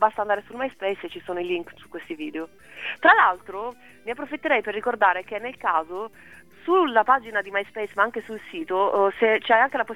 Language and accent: Italian; Bari, Apulia, Italy; E io sono di Bari, quindi...